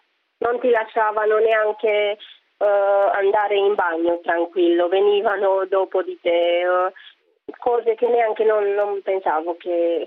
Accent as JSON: {"language": "Italian", "country": "Romania", "lives_now": "Italy", "said": "Io sono da Romania."}